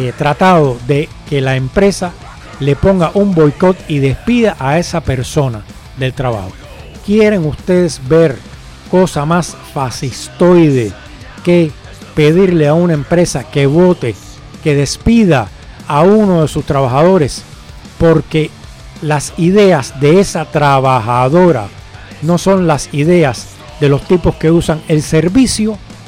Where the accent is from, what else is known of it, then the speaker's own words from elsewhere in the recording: Cuba; Me gustaría, como buen cubano, siempre se piensan estas cosas